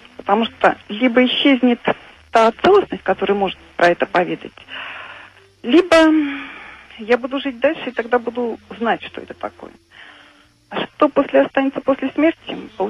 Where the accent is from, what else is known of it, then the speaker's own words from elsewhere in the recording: Ulyanovsk, Ulyanovsk Oblast, Russia; Да, я из Ульяновска.